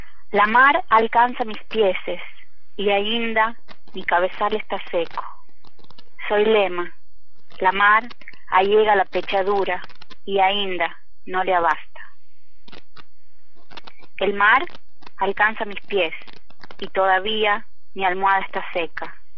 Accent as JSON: {"language": "Spanish", "region": "Tucumán", "country": "Argentina", "tie": "born there", "said": "nací en Tucumán en 1974 y soy nieta de inmigrantes sefaradíes que vinieron de Turquía."}